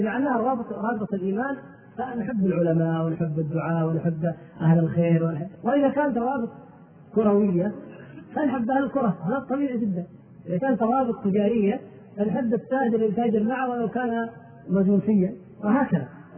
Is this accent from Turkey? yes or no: yes; Turkey; Arabic is a second language; وما كان عندنا في تركيا ما نعتد به أو نفتخر به،